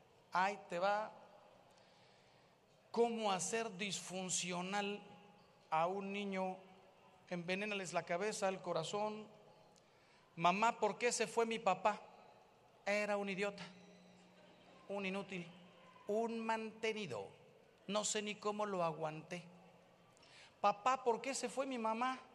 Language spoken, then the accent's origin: Spanish; Mexico; El señor Trump no sabe que si hace un muro, los que salimos ganando somos los mexicanos.